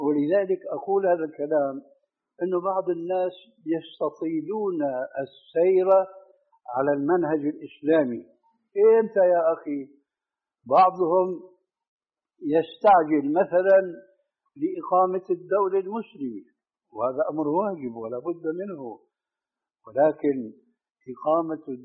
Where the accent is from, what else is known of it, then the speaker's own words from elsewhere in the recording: Damascus, Damascus Governorate, Syria; كما يقولون عندنا في دمشق بدها الزكتار